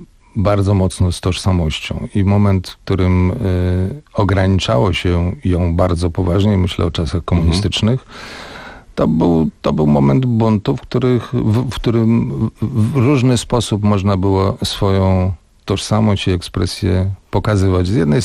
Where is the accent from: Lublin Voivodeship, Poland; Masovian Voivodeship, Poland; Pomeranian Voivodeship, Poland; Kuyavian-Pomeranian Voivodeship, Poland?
Masovian Voivodeship, Poland; Warsaw; wychowałem się w Warszawie, urodziłem w Warszawie, więc pomimo, że rodzina ma lwowskie korzenie